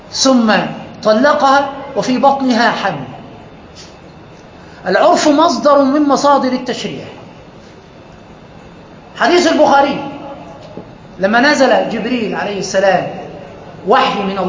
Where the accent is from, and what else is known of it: Egypt